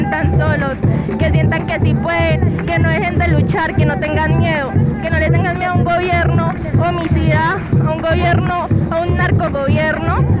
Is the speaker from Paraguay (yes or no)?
no; Villavicencio, Meta, Colombia; soy de Villavicencio, Meta, Colombia.